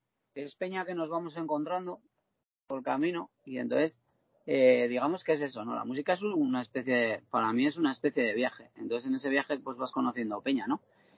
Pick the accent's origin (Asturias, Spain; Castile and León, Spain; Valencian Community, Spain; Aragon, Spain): Aragon, Spain; Teruel; yo me siento súper querido en mi tierra, ¿sabes? Porque, a ver, primero yo llevo 25 años haciendo música en Teruel